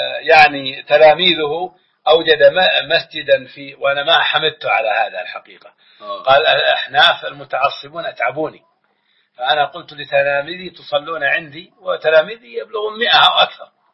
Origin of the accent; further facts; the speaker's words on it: Saudi Arabia; ونحن أخوانكم من مكة والمدينة